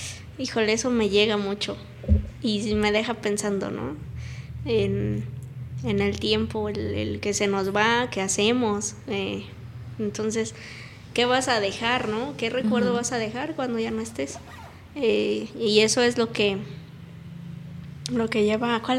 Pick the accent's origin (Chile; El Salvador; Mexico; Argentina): Mexico; Cuernavaca, Morelos; cuando yo digo, soy de Cuernavaca, soy de Morelos.